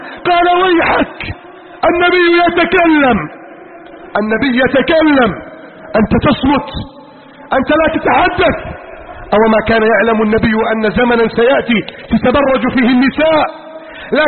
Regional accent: Egypt; واجعل بلدنا مصر آمنا مطمئنا سخاء رخاء عظيما منتصرا كبيرا يا رب العالمين

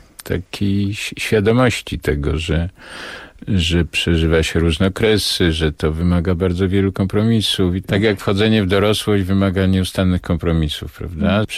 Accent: Nowy Sącz, Lesser Poland, Poland; te późne lata 50., ta stara część Sądcza, w której się urodziłem, w której mieszkałem

